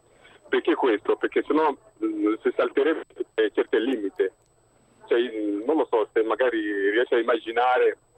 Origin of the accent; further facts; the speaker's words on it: Republic of the Congo; Italian is a second language; Vengo dal Congo, Congo francese.